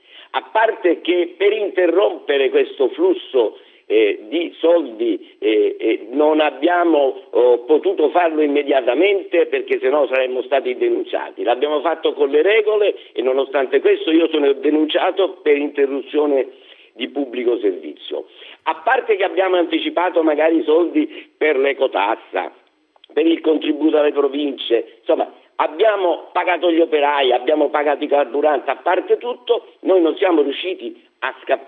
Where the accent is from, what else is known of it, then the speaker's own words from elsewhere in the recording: Sicily, Italy; ne parlo io che sono siciliano d'origine, quindi non è un'offesa